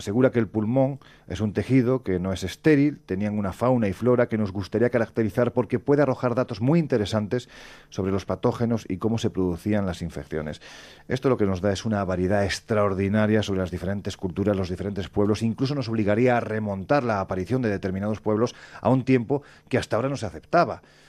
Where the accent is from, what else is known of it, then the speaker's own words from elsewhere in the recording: Andalusia, Spain; Oye, yo siempre digo que soy andaluz sin gracia